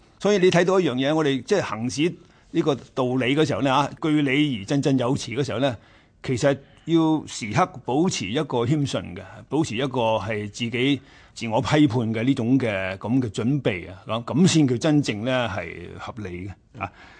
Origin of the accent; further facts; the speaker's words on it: China; 呢、這个就系我哋中国人所谓嘅。择善嘅意思啦